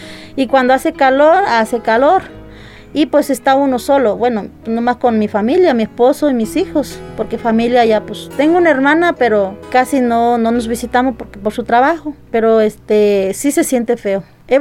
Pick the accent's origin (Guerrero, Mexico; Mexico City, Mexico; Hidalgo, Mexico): Hidalgo, Mexico; Zacualtipán; moved away as an adult; also born or lived in Otlamalacatla; now in United States; soy nativa de Otlamalacatla, Hidalgo, municipio de Tianguistengo, Hidalgo. Pero desde chiquita me trajeron para Zacualtipán, ahí me crié, ahí trabajé, estudié y de ahí pues ya me fui para Estados Unidos.